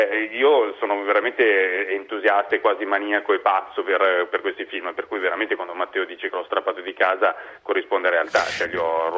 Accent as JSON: {"language": "Italian", "town": "Parisieux", "region": "Aosta Valley", "country": "Italy", "tie": "born or raised there", "lives_now": "La Salle, Italy", "said": "No, ho cambiato casa, adesso da poco mi sono trasferito sempre in Val d'Aosta, però non più a Parisieux ma a La Salle."}